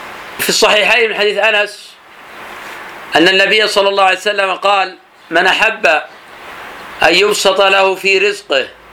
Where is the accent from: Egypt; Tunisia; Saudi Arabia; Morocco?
Saudi Arabia; Najd; كما يفعل الآن بعض الناس في عادة عندنا في نجد